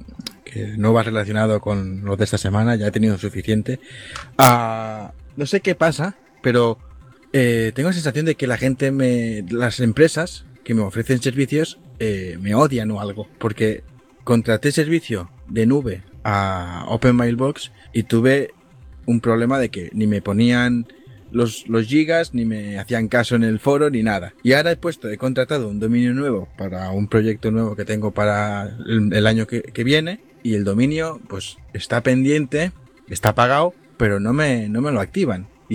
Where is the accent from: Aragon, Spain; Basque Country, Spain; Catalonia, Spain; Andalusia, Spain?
Catalonia, Spain; y soy catalán